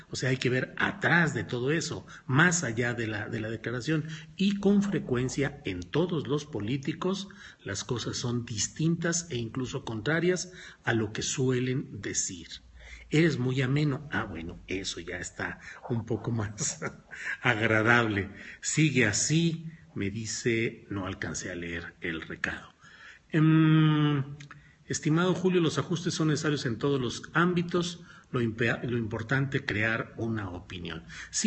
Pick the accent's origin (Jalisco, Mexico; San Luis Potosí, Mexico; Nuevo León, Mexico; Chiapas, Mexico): San Luis Potosí, Mexico; also born or lived in Torreón; porque yo nací en Torreón, Coahuila, aunque crecí en San Luis Potosí